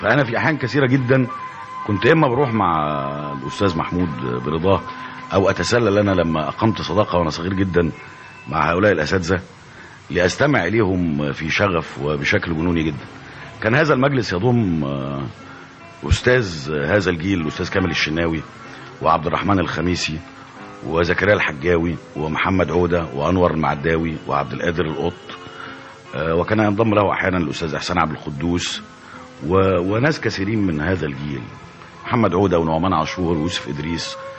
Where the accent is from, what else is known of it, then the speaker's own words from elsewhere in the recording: Giza, Giza Governorate, Egypt; ثم تفرقت بعض الأفرع من هذه العائلة في أنحاء كثيرة من مصر، إنما أنا شخصيا ولدت وتربيت في الجيزة، وبين حواري الجيزة وشوارعها وأزقتها كانت البدايات.